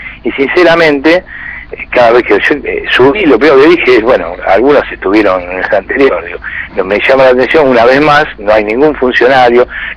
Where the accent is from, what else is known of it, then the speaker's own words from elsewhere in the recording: Buenos Aires, Argentina; yo soy porteño, vivo en la capital